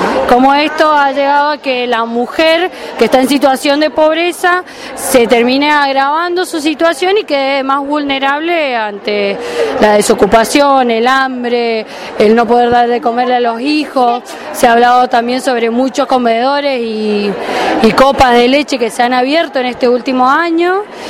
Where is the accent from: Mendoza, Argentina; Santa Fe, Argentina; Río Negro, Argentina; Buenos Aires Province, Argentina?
Mendoza, Argentina; de Mendoza.